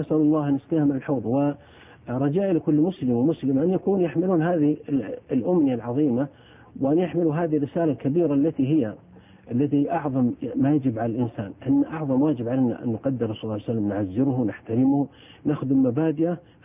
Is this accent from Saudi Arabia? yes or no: yes; Saudi Arabia; أنه في زواجات حصلت مثل عندنا في السعودية